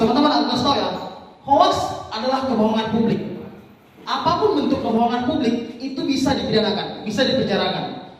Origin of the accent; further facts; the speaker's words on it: Medan, North Sumatra, Indonesia; Dan teman-teman, aku dari Medan